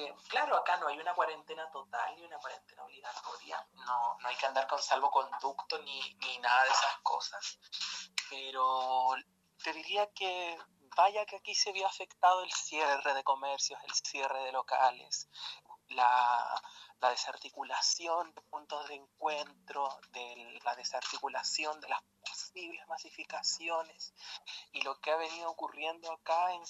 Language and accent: Spanish; Illapel, Coquimbo, Chile; desde fines de marzo me encuentro viviendo en Illapel, que es el pueblo donde yo nací, donde tengo a mi familia y me crié muchos años de mi vida, y del cual salí por esas oportunidades de estudiar en otro lado, y como buena provinciana y pueblerina